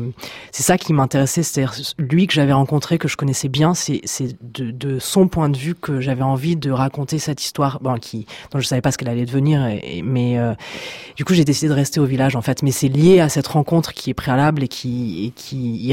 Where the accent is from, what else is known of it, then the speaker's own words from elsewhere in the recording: Egypt; j'ai grandi en Égypte, donc j'ai passé toute mon enfance et mon adolescence là-bas, que j'ai des origines égyptiennes aussi un tout petit peu. J'ai une grand-mère qui est égyptienne. Bon, enfin, c'est vraiment une sorte de deuxième pays. Pour moi, j'ai appris l'arabe, j'ai fait des études d'arabe